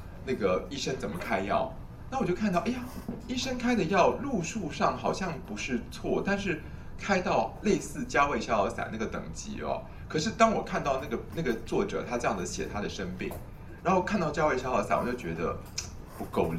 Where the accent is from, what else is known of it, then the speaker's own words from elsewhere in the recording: Taiwan; 我们今天台湾的人尤其不会气到吐血，我们台湾人都是气到